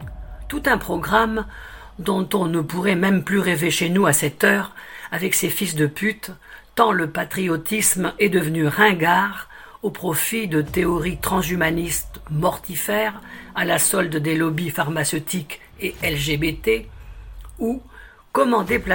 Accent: Belgium; comme chez nous en Belgique avec la loi pandémie

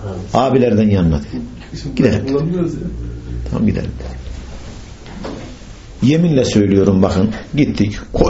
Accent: Bayburt, Turkey; Bayburtluyum, ben Bayburtluyum.

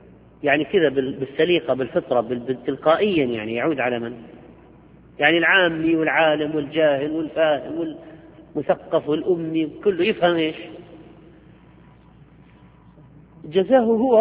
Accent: Algeria; عندنا في الجزائر بدلا من كلمة الله معك، الله معك، نقول الله عماك، على سبيل ما اعتدنا عليه من اللهجة.

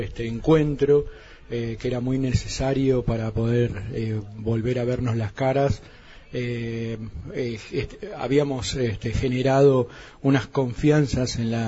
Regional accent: Bariloche, Río Negro, Argentina; Bueno, yo soy de Bariloche

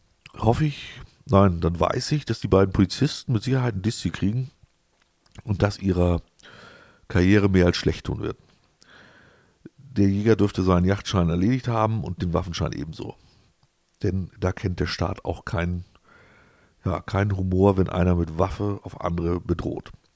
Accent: Wolfsburg, Lower Saxony, Germany; Ich komme aus der Region Wolfsburg und so weiter.

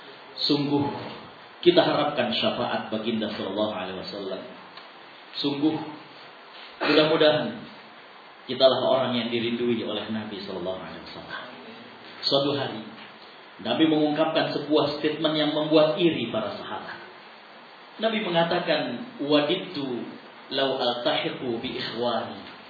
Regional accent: Jakarta, Indonesia; born there; anak kelahiran Jakarta 2 Agustus tahun 76.

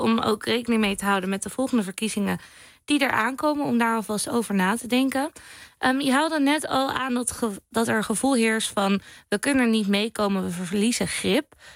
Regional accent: Zoeterwoude, South Holland, Netherlands; Ik kom zelf bijvoorbeeld uit Zoeterwoude. Dat is een boerendorp, even tussen haakjes, tegen Leiden aan.

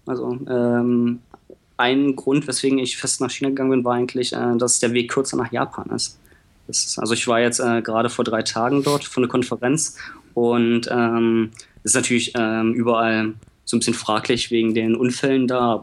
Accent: Berlin, Germany; moved away; also born or lived in Hannover; Ich komme ursprünglich aus Berlin.

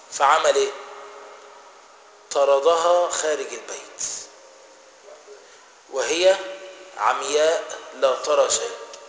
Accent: Egypt; كلمه دارجه يعني بيننا ايه كمصريين

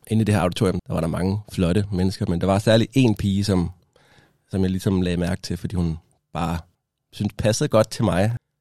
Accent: Odense, Region of Southern Denmark, Denmark; now in Copenhagen, Denmark; Den starter i 2011, hvor jeg er taget fra Odense til København. Det var en stor ting for mig at komme fra Odense til København

